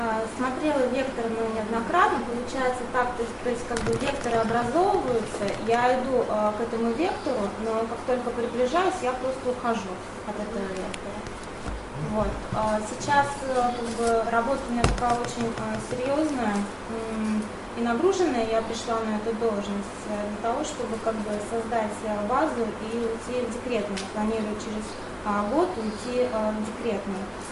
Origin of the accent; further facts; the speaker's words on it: Kazan, Tatarstan, Russia; Я тоже из Казани.